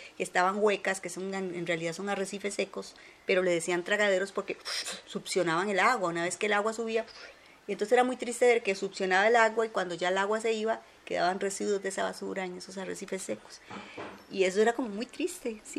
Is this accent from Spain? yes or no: no; Limón, Costa Rica; Yo vengo de la provincia de Limón, pero ya una vez, cuando crucé mi infancia, mis padres fueron a dar a Barrio México. Yo me casé muy joven y después vine a dar aquí a Desamparados, a Barrio Colonia del Sur.